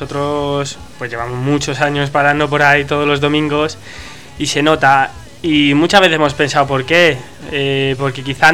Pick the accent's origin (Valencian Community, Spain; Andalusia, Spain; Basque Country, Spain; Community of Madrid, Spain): Community of Madrid, Spain; Madrid; O sea, nosotros vivimos en Entrevías. Pero... Es verdad, todo hay que decirlo, pero nosotros somos de Tirso de toda la vida.